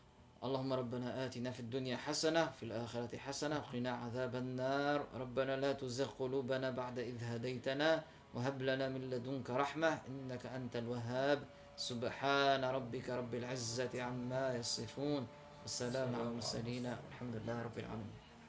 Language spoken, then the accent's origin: Arabic; Tunisia; نحن عندنا في تونس خاصه